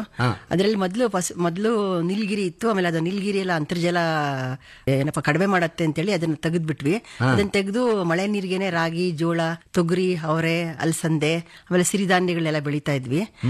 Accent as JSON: {"language": "Kannada", "town": "Channadevi Agrahara", "region": "Karnataka", "country": "India", "said": "ನಾವು ಸರ್ ಚೆನ್ನಾದೇವಿ ಅಗರಾರ ಗ್ರಾಮ. ನಮ್ದು ಮದುವೆ ಹೋಬಳಿ ಬರುತ್ತೆ, ದೊಡ್ಡಬಳ್ಳಾಪುರ ತಾಲೂಕು, ಬೆಂಗಳೂರು ಗ್ರಾಮಾಂತರ ಜಿಲ್ಲೆ."}